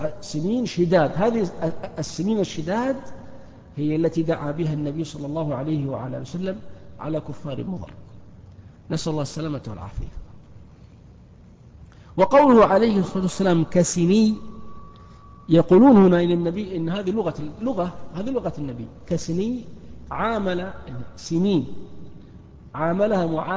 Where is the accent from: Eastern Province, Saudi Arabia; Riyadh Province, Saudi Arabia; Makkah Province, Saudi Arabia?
Eastern Province, Saudi Arabia; Al-Ahsa; التي تعرف اليوم بالمنطقة الشرقية عندنا في الأحساء